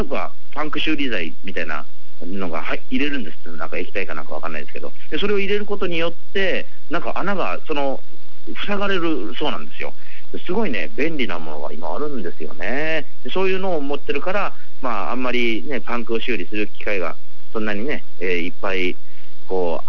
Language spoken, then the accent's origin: Japanese; Kochi, Japan; 私のふるさと高知県は結構農家の方も、ね、多いんですよ